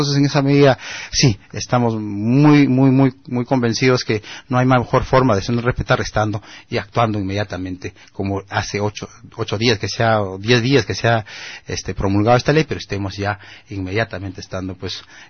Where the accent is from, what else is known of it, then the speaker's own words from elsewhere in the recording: Peru; siendo peruano